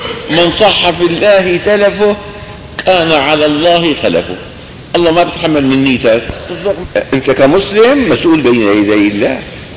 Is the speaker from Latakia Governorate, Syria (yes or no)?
no; Damascus, Damascus Governorate, Syria; هذا كان رئيس وزراء وكان له وزن عندنا في دمشق